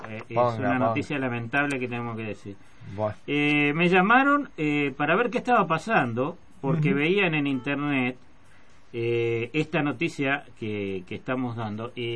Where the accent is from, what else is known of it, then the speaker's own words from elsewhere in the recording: Uruguay; Yo soy uruguayo, es más, soy oriental.